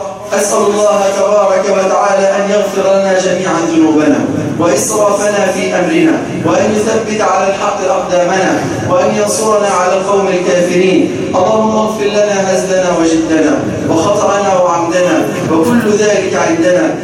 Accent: Egypt; اللهم اجعل بلدنا مصر سخاء وقهرا

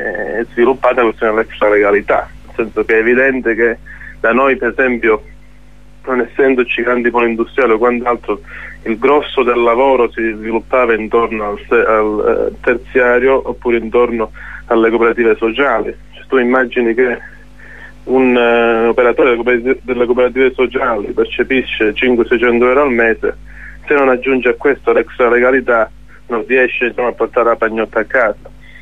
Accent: Calabria, Italy; come calabresi fondamentalmente noi a queste crisi ci siamo abituati

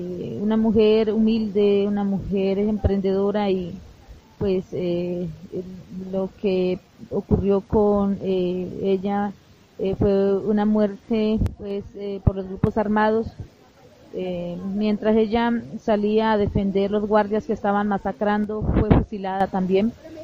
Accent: Toribío, Cauca, Colombia; vengo de la desde Colombia, del municipio de Toribío, pertenezco al proyecto NASA, es el plan de vida de la comunidad indígena de nuestro territorio.

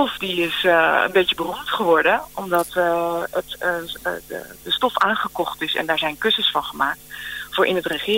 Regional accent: Delft, South Holland, Netherlands; now in Den Hoorn, Netherlands; Ja, ik kom oorspronkelijk uit Delft. En ik woon nu in Den Hoorn. Ja, dat is echt vlakbij Delft.

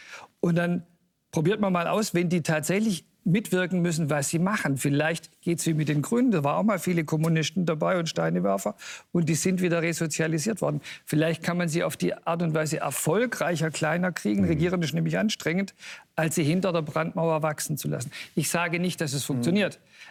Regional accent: East Germany, Germany; die ich mir wünsche als Ostdeutscher.

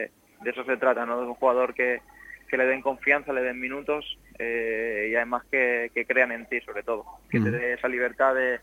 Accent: Elche, Valencian Community, Spain; Es mi ciudad, es mi tierra y es mi equipo.

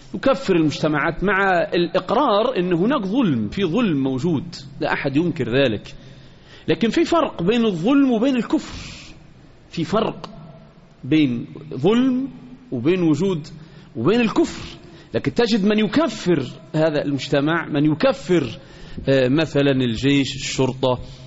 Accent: Egypt; وإحنا كمصريين بقول لك

